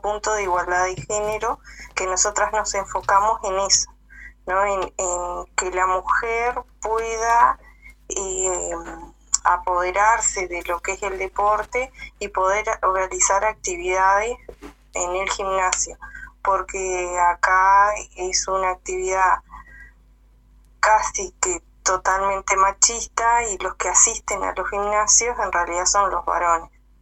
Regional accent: Cerro Colorado, Florida, Uruguay; somos un grupo de la localidad acá de Cerro Colorado porque no somos de Florida, sino que de un pueblo de Cerro Colorado.

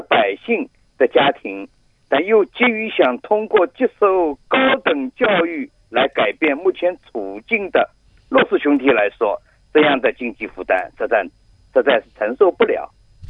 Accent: Shanghai, China; 我上海。

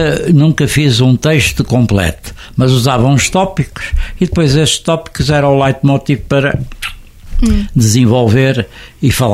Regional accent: Coimbra, Portugal; mantive-me sempre aqui fiel, sou aos de Coimbra, são os coimbrinhas, eu sou um oliveirinha, gosto muito da minha terra

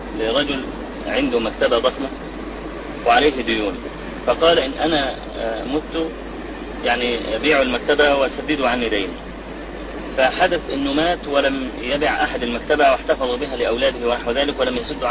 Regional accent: Egypt; يعني إحنا عندنا في مصر الموظف يأخذ 40 جنيه مثلا أو 50

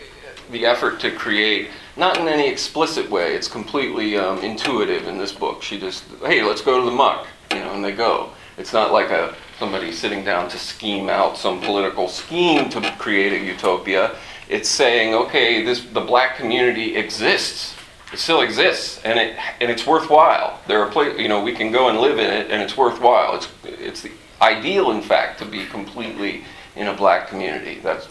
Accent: Maryland, United States; like, for instance, I come from Maryland, and I know that in the black community, it's sometimes referred to as scary land.

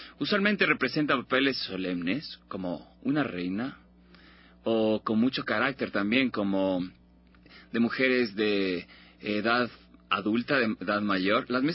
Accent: Ecuador; nuestra identidad como ecuatorianos

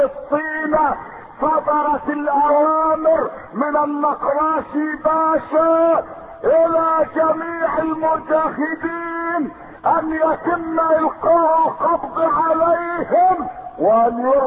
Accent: Egypt; الذي يفخر به الناس عندنا في مصر

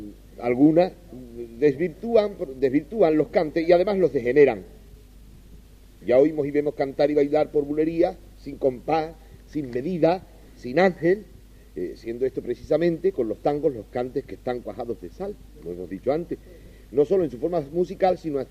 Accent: Cádiz, Andalusia, Spain; digo esto porque yo soy de Cádiz

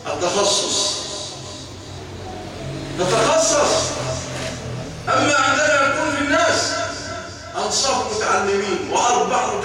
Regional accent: Egypt; اللهم اجعل بلادنا مصر أمانا رخاء

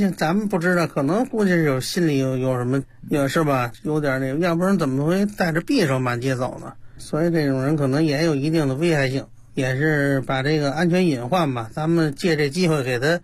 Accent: Xihongmen, Beijing, China; 我是呢土生土长的西红门的本地人

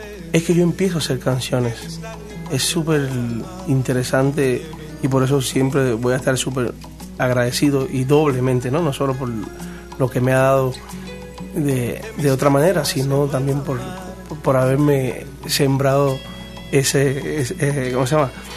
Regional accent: Santiago de Cuba, Cuba; Yo soy de Santiago.

